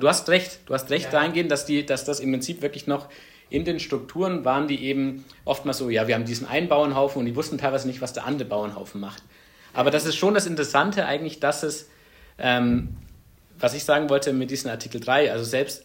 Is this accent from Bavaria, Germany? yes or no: yes; Ansbach, Bavaria, Germany; in der Region, wo ich herkomme, in Ansbach